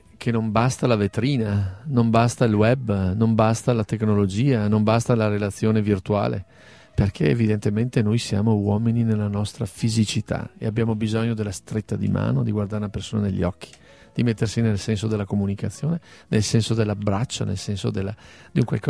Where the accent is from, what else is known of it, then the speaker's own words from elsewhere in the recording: Treviso, Veneto, Italy; È come dire, da veneti, da trevigiani, recuperare fino in fondo questa storia, queste radici